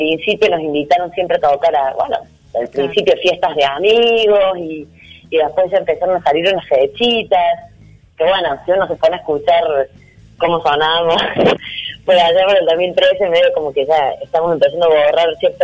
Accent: Córdoba, Argentina; accent: Cordobés; Y bueno, se reirán de cómo hablo, porque yo soy muy cordobesa, todo el mundo me lo dice

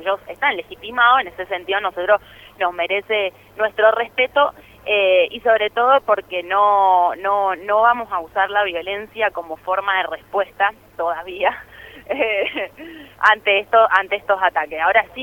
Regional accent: Argentina; nosotros como pueblo argentino ya vivimos

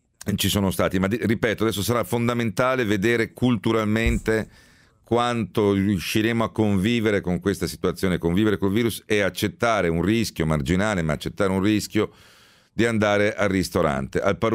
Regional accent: Rome, Lazio, Italy; born there; Non dimenticare che sono nato a Roma.

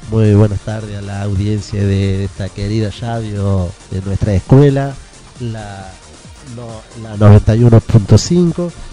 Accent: Argentina; Pero yo le tengo mucha fe a Argentina, somos argentinos

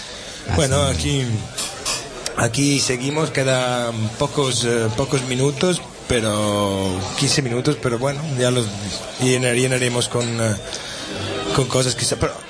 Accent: Calabria, Italy; Spanish is a second language; moved away as an adult; now in Barcelona, Spain; Yo vengo de Calabria, del sur de Italia, Calabria.

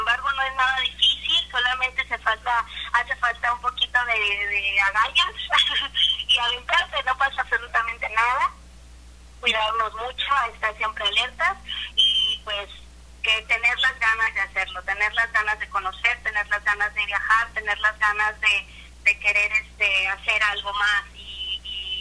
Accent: Colima, Mexico; Pues yo soy de Colima, capital

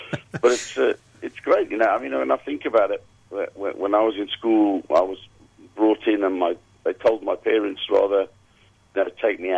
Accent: Zimbabwe; born there; also born or lived in Wales / South Africa; Well, I was born in Zimbabwe. I lived in Wales for 8 years and came back to the UK.

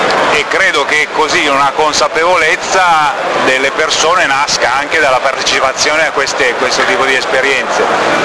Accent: Colle di Val d'Elsa, Tuscany, Italy; Noi siamo della Toscana, di Colle Valdelsa, in provincia di Siena.

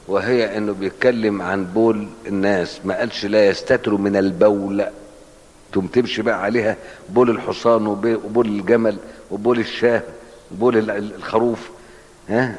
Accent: Cairo, Cairo Governorate, Egypt; كنت اشوفه وانا صغير في القاهره لما كنا نروح نزور المقابر

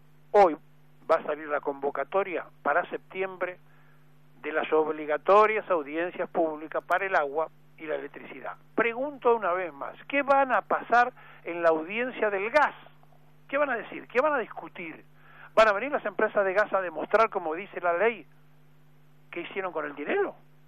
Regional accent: Argentina; sino que todos somos argentinos.

